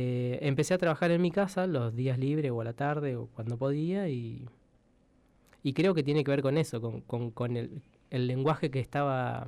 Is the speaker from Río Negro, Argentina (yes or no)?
no; Buenos Aires, Argentina; yo cuando vine de Buenos Aires y fui viendo a escultores